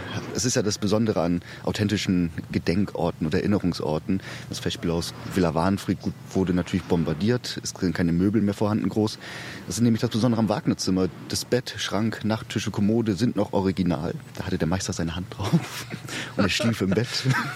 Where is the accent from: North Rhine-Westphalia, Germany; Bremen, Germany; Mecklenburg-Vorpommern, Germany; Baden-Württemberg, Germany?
Bremen, Germany; Bremerhaven; Ich bin eigentlich aus Bremerhaven, dort geboren, 18 Jahre lebte ich dort.